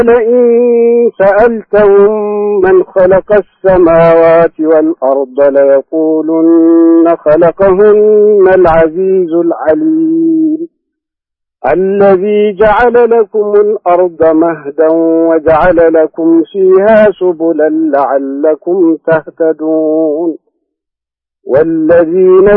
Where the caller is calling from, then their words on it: Jeddah, Makkah Province, Saudi Arabia; الله يحييكم، أنا من جدة